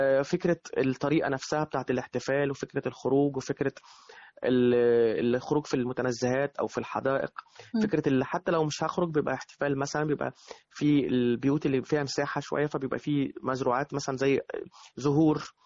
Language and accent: Arabic; Egypt; ان احنا كلنا كمصريين بنعمل ايه برضو